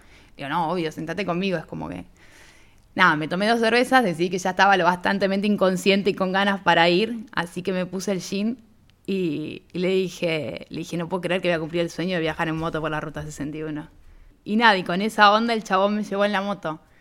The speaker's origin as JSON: {"language": "Spanish", "country": "Argentina", "said": "No, le digo, soy de Argentina"}